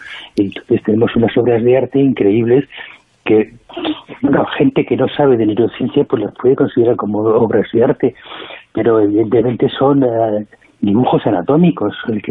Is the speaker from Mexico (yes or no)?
no; Spain; somos los mismos españoles los que no hacemos